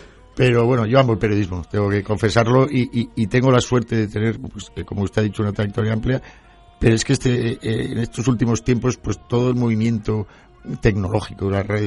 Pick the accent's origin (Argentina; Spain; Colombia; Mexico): Spain; Madrid, Community of Madrid; also born or lived in Valencia; Yo me he criado en Madrid, soy valenciano de nacimiento. Pero mis padres se trasladaron a Madrid y me crié en Madrid.